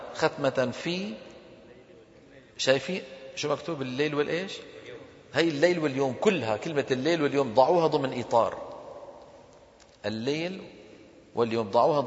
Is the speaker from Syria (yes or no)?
yes; Damascus, Damascus Governorate, Syria; أنا من دمشق وحلب تبعد عننا تقريبا 400 كيلومتر،